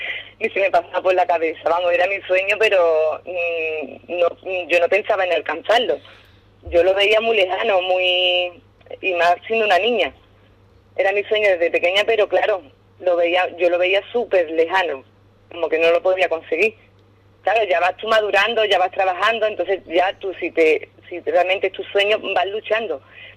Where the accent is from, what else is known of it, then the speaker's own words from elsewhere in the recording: Ubrique, Andalusia, Spain; now in Arcos de la Frontera, Spain; a todo el mundo le dije que soy de Ubrique, vamos, que vivo en Arcos, pero que soy ubriqueña.